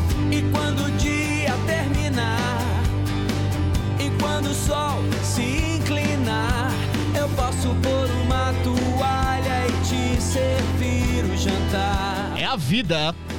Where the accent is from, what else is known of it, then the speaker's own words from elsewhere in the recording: Minas Gerais, Brazil; eu vim de Minas, eles são de lá, e lá é muito grande mesmo